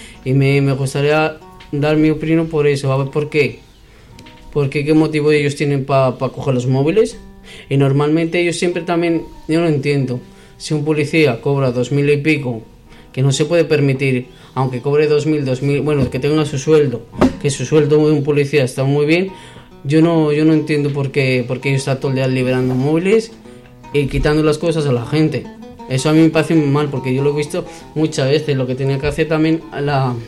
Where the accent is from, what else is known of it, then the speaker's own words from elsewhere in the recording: Bilbao, Basque Country, Spain; Yo de aquí, de Bilbao.